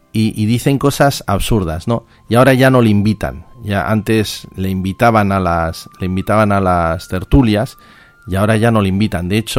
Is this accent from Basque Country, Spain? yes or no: yes; Bilbao, Basque Country, Spain; los de Bilbao, siempre que vamos a algún sitio, decimos yo soy de Bilbao.